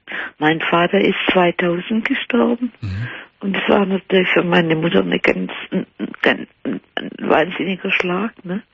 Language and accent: German; Baden-Württemberg, Germany; also ich bin Schwäbin, ne?